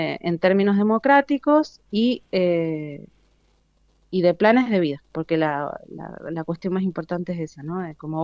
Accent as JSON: {"language": "Spanish", "country": "Argentina", "said": "hoy como argentinas y argentinos somos digamos, el modelo a mirar sobre lo que no hay que hacer"}